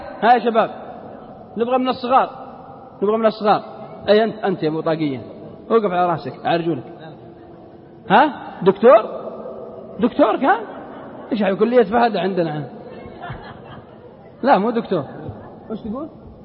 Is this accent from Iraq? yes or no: no; Unaizah, Al-Qassim, Saudi Arabia; وفي بلدنا القصيم عنيزة